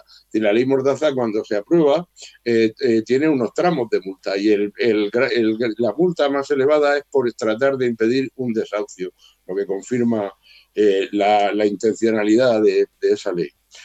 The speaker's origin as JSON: {"language": "Spanish", "town": "Murcia", "region": "Region of Murcia", "country": "Spain", "said": "Sabéis que yo soy de Murcia, y aquí en Murcia hemos tenido una lucha vecinal muy importante"}